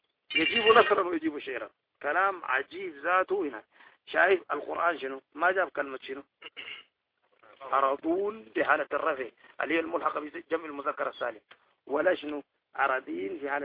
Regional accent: Sudan; حكاية هنا توقع عندنا في السودان وأظنها صحيحة

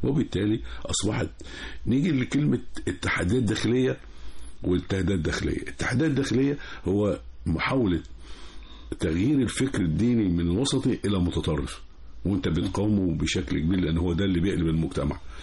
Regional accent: Egypt; ان احنا عندنا في مصر جبهات الاتجاهات الاستراتيجيه عندنا خمسه

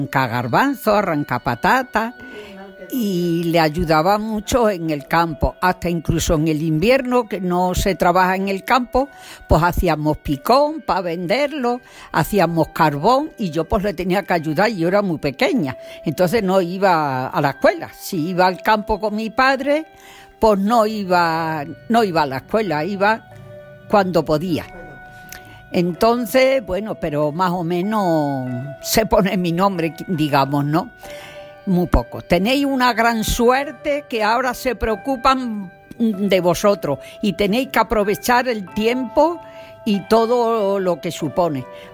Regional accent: Arroyo de la Luz, Extremadura, Spain; Soy de Arroyo de la Luz. Mi padre era del campo, sembraba trigo, cebada y todas esas cosas. Entonces, soy la mayor de 5 hermanas. No tengo hermanos.

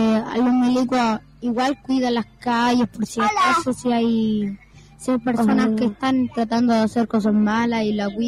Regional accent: Ventanas, Valparaíso, Chile; No, soy de Ventana.

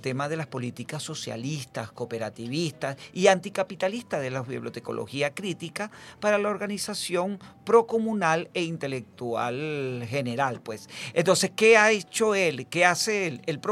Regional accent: Venezuela; Como lo somos todos los venezolanos, que somos así, dadores

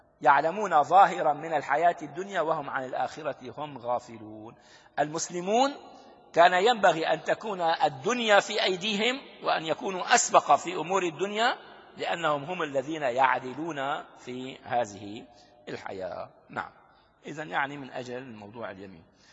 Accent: Damascus, Damascus Governorate, Syria; مقابلها في جزيرة اسمها جزيرة أرواد، نحن أهالي دمشق يعني صدفة نذهب

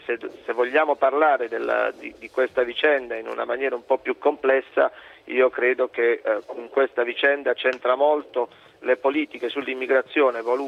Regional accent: Apulia, Italy; io sono un pugliese

